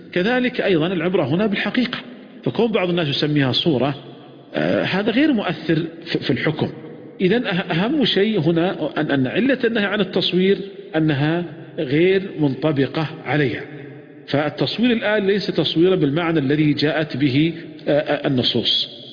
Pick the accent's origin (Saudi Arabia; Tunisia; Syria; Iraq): Saudi Arabia; ولذلك كان قديما عندنا في المملكة العربية السعودية، وأذكر ذلك لما يعني كنت صغيرا